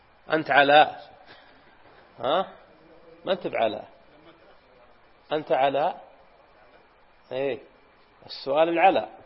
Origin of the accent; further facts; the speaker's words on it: Unaizah, Al-Qassim, Saudi Arabia; وهذه وقعت عندنا في بلدتنا في عنيزة